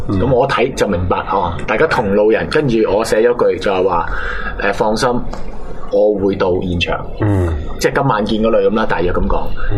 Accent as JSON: {"language": "Cantonese", "country": "Hong Kong", "said": "我唔係中國人，我係香港人。"}